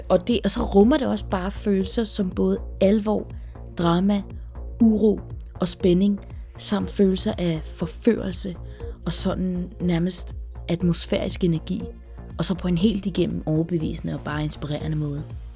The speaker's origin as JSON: {"language": "Danish", "town": "Copenhagen", "region": "Capital Region of Denmark", "country": "Denmark", "tie": "born or raised there", "said": "jeg under min opvækst på Trygge Østerbro i Indre København"}